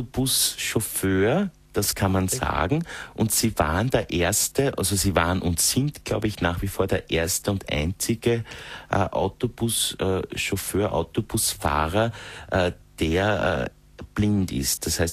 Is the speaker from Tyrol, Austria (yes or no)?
no; Styria, Austria; moved away as an adult; now in Vienna, Austria; Und in Wien, wo ich lebe seit einigen Jahren, obgleich ich nicht aus Wien bin, ich bin aus der Steiermark, in der Nähe von Mürzzuschlag geboren, bin aber eigentlich dann, wie ich auf die Fachhochschule gegangen bin, nach Wien gezogen.